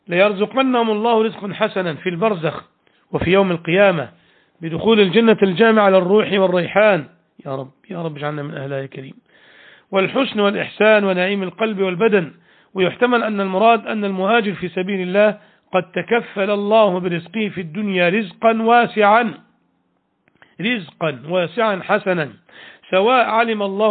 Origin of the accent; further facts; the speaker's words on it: Egypt; كان في أوائل التسعينات أو قبلها بقليل في بلادنا مصر